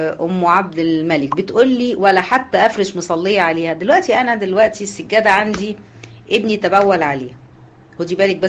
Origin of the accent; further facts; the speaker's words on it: Egypt; طبعا انتوا عارفين المشهور هنا عندنا في مصر